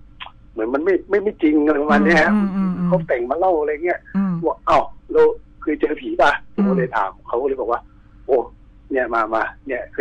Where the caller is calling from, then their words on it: Bangkok, Thailand; ผมอยู่ตรงแถวแอร์พอร์ตลิงก์รามครับ